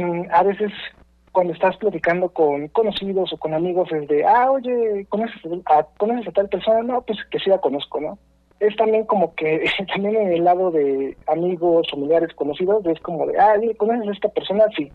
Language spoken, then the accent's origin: Spanish; Mexico City, Mexico; soy de aquí, de la Ciudad de México. Ya saben, tortas de tamal, ¿qué más hay?